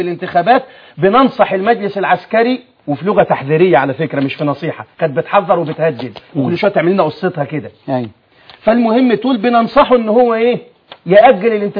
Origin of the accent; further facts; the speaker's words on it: Alexandria, Alexandria Governorate, Egypt; يعني خذ عندك، عندي في الإسكندرية